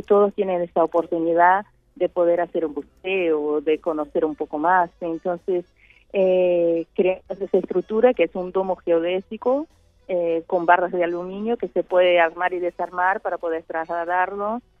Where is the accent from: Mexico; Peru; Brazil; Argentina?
Brazil; Bahia; Spanish is a second language; yo vengo de Brasil, Bahía, perdón si mi español me falla a veces